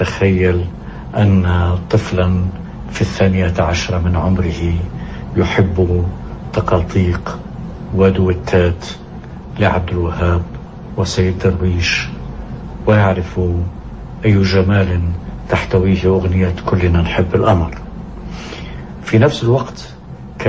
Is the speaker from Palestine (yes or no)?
yes; Kafr Ana, Palestine; وفي نفس الوقت كان في بلدتنا كفر عانة هو أول من اشترى جراموفون